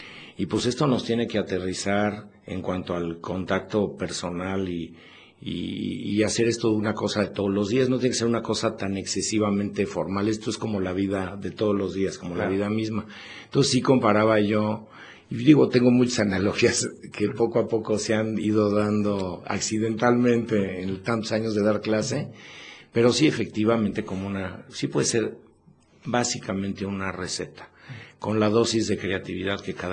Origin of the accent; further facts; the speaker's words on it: Mexico City, Mexico; now in Puebla, Mexico; Y yo originalmente cuando llegué a Puebla, o sea que me vine de México